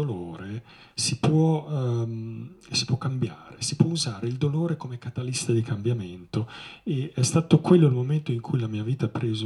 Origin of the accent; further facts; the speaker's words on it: Sanremo, Liguria, Italy; moved away; also born or lived in Vancouver, Canada; Sono nato a Sanremo, quindi sono ligure, ho passato la mia gioventù in Liguria, poi sono partito, sono stato circa 22 anni all'estero, gli ultimi 12 li ho passati in Canada, a Vancouver, sono diventato cittadino canadese